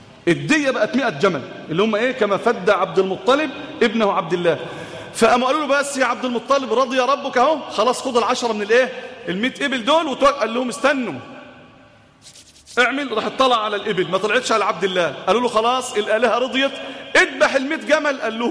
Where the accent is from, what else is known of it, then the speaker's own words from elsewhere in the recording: Egypt; وعن بلادنا مصر